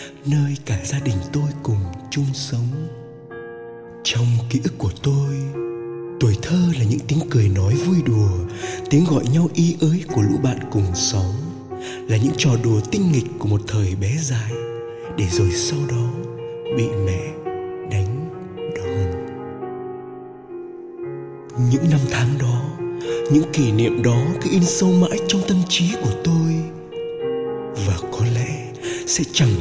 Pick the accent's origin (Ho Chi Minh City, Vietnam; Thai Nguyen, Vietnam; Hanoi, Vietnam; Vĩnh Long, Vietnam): Hanoi, Vietnam; Tôi sinh ra và lớn lên ở Hà Nội. Tuổi thơ của tôi đầy ắp những kỷ niệm về những con đường vương đầy lá vàng rơi